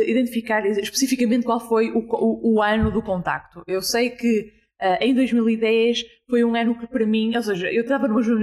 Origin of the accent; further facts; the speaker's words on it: Porto, Norte, Portugal; 27 anos, sou do Porto.